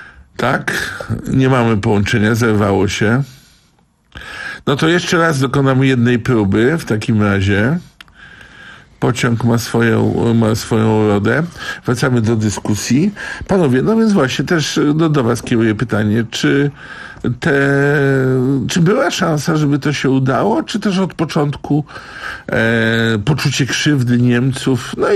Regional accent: Gdańsk, Pomeranian Voivodeship, Poland; Ja sam wychowałem się w Gdańsku

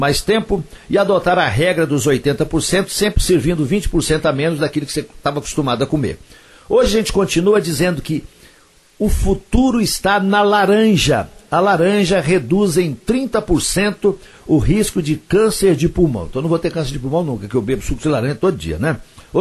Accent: Coromandel, Minas Gerais, Brazil; lá na minha terra, lá em Coromandel.

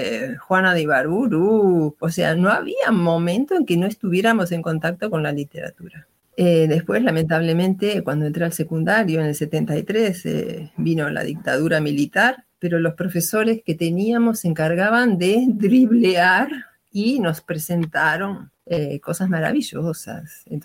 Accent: Uruguay; born there; also born or lived in São Paulo; nací en Uruguay, como dijeron, pero viví 32 años en San Pablo. Y por casualidad, ahora estoy otra vez en Uruguay, no por casualidad, por la pandemia. Vine a visitar a mis padres y la pandemia me agarró, no me dejó volver.

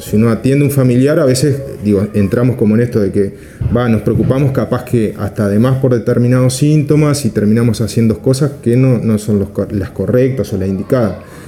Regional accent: Fray Bentos, Río Negro, Uruguay; Yo vengo de Fraiventos, de una ciudad del interior del país, de Río Negro, el departamento de Río Negro

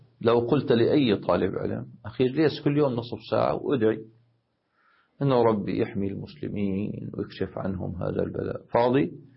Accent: Damascus, Damascus Governorate, Syria; عندنا في دمشق

